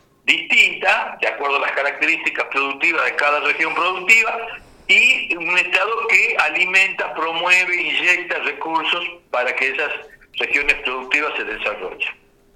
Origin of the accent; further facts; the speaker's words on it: Salta, Argentina; pues yo soy de Salta y estuve en Misiones estos días